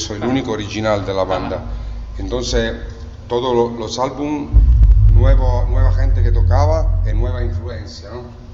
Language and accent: Spanish; Italy; Spanish is a second language; porque nosotros somos italianos